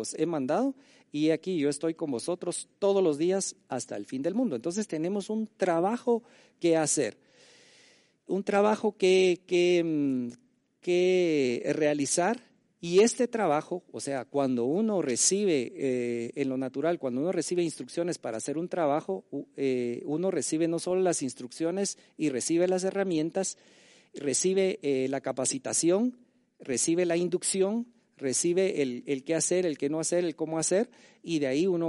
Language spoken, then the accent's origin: Spanish; Guatemala; Como guatemaltecos, nosotros funcionamos en principio bajo la Constitución de Guatemala